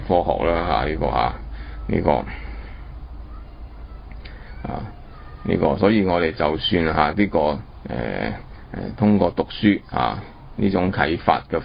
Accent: China; 咁我哋中國人開出另外一種

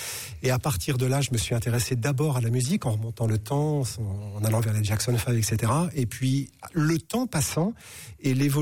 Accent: Charleville-Mézières, Grand Est, France; moi je suis des Ardennes, de Charleville-Mézières, donc dès le lycée, on avait monté avec des potes un ciné-club.

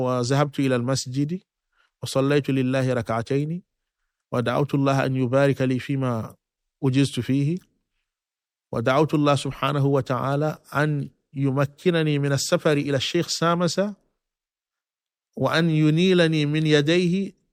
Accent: Mali; لا، بعد ذلك رجعت إلى مسقط رأسي لحفظ القرآن الكريم، لكي أحفظ القرآن الكريم.

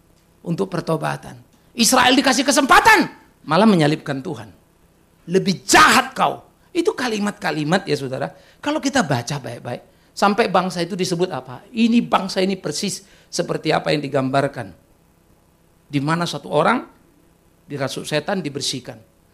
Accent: Sumatra, Indonesia; saya di Sumatera ya. Saya tidak pernah menjadi jemaat YKBP, tapi kalau kebaktian suka di situ. Karena kita dari Sumatera.

